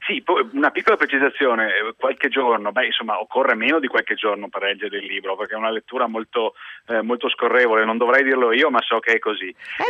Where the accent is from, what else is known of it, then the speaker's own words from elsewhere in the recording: Venice, Veneto, Italy; now in Milan, Italy; Cresciuto e laureato a Venezia, anche se adesso vivo prevalentemente a Milano.